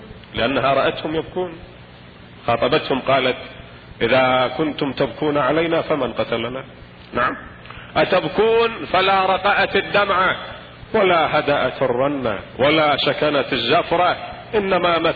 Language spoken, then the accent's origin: Arabic; Iraq; البطيخ نسمي عندنا بالعراق مثلا الرقي